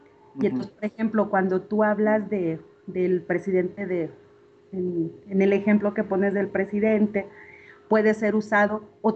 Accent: Zacatecas, Mexico; soy de Zacatecas.

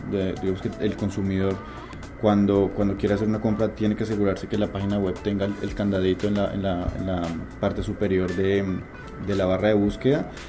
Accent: Colombia; yo soy colombiano, en Bogotá es exactamente igual el tráfico que en Lima

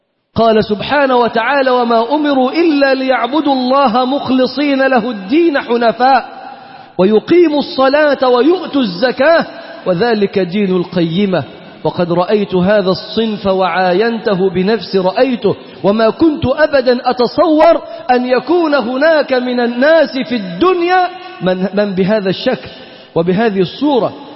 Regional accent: Egypt; أنت منين؟ تقول له: أنا من مصر.

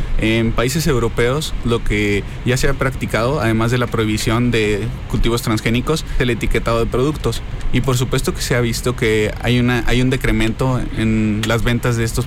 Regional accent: Mexico; nosotros como mexicanos no tenemos por qué dejarnos

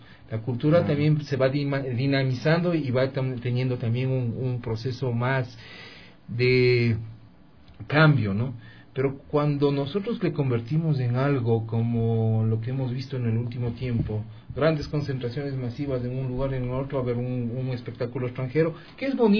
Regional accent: Quito, Pichincha, Ecuador; soy quiteño. Como dice el chagra, pues soy vivido en Quito, claro.

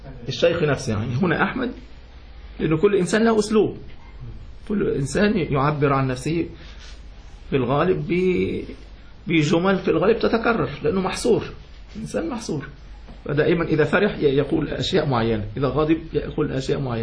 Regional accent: Yemen; لكن في اليمن، أنا من اليمن خلاص

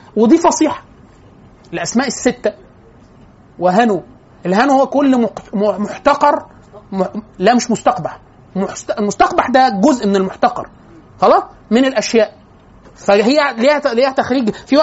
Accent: Upper Egypt, Egypt; accent: close to Cairene; انا كنت من الصعيد، من محافظه وكانوا بيعتبروني خواجة. انا بتكلم لهجة اقرب للقاهرية. كانوا بيقعدوا معايا في اوائل لما كنت مغترب وانا في اسيوط

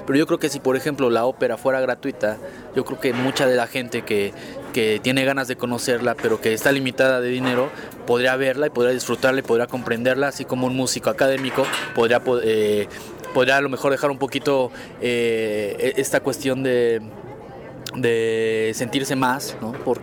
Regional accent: Mexico; yo crecí en el barrio, ¿no? Yo soy allá de la San Felipe de Jesús.

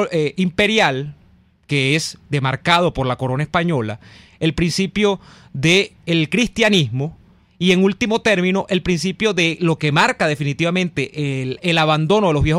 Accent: Venezuela; en ver qué somos los venezolanos.

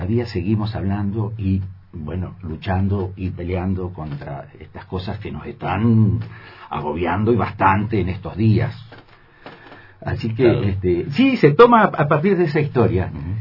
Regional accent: Carmen de Patagones, Buenos Aires Province, Argentina; yo soy nacido en Patagones y en mi época de niñez, de la época de la escuela primaria, había los personajes del pueblo

